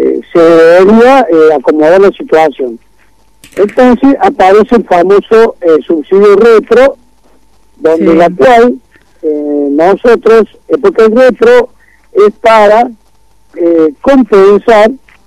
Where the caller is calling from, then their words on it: Córdoba, Argentina; Buenas noches, gusto estar hablando en este programa de acá de Córdoba.